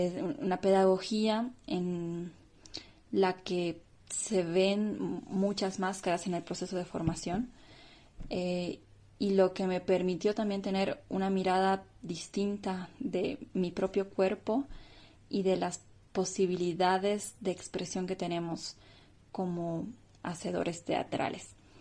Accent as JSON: {"language": "Spanish", "country": "Bolivia", "said": "soy actriz, soy boliviana, ahora mismo les hablo desde la ciudad de La Paz, en Bolivia."}